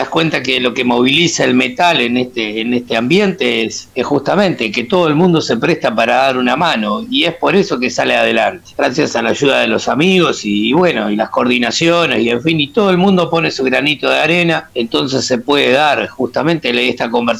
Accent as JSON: {"language": "Spanish", "region": "Montevideo", "country": "Uruguay", "said": "bueno, y hacemos metal criollo, por decirlo de alguna manera. Somos oriundos de Montevideo, básicamente"}